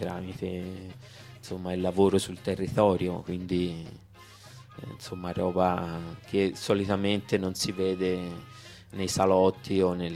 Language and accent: Italian; Sicily, Italy; Vabbè, essendo siciliano, sicuramente quello che mi infiamma di più è sicuramente l'antimafia